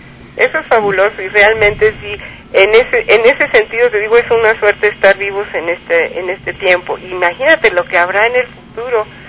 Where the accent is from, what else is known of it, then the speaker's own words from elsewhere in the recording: Mexico; Sí es un país al que aprecio, no nomás porque soy mexicana.